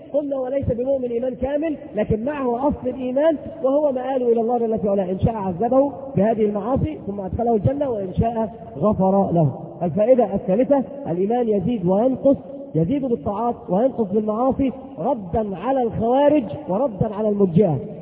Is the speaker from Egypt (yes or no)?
yes; Egypt; إن الذي يختلف عندنا في مصر يقولون مثل عظيم جدا